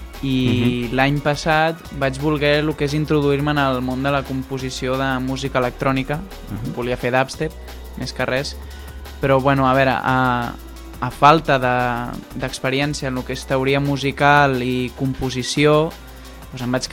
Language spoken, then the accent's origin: Catalan; Mataró, Catalonia, Spain; now in Molins de Rei, Spain; Visc en Molins de Rei actualment pels estudis, però sóc de Mataró.